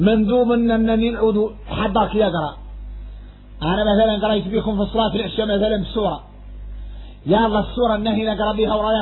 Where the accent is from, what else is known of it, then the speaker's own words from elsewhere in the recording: Mauritania; وإحنا موريتاني فاصلين في حد يطول